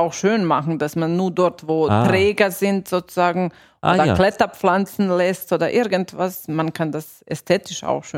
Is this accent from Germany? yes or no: no; Austria; aber noch nicht so richtig viel bei uns in Österreich, aber in anderen Ländern